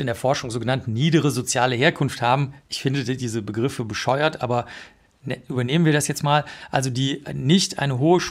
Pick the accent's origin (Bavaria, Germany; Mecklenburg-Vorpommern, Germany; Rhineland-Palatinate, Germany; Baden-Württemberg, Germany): Bavaria, Germany; ich komme aus Bayern, aus einem kleinen Dorf.